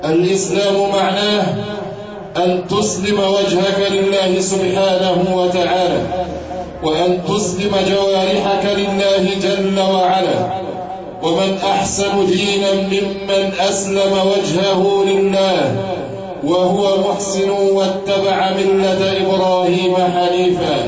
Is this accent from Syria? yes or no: no; Egypt; لقد أكرم الله سبحانه وتعالى بلدنا مصر